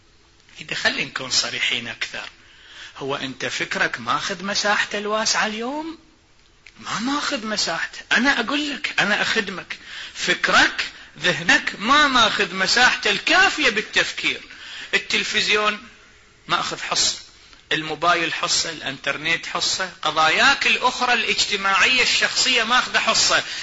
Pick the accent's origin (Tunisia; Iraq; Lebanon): Iraq; والله مثل عندنا بالعراق يقول